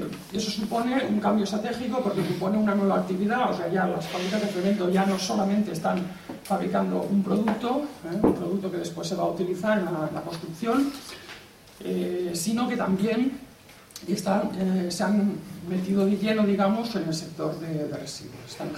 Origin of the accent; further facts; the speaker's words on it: Valencian Community, Spain; Venimos del País Valenciano, un país cercano